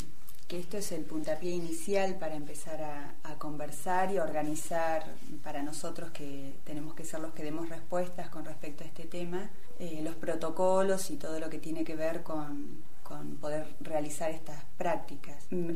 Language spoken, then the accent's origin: Spanish; Córdoba, Argentina; born there; now in Andacollo, Argentina; nací en Córdoba y estoy hace 33 años acá en la localidad.